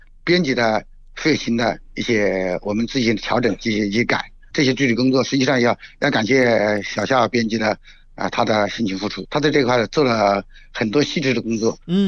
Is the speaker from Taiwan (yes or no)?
no; China; 而且我本身是出生在长江中间的一个长江第三道岛上，一个江浙岛。我从小就是泡着长江水长大的。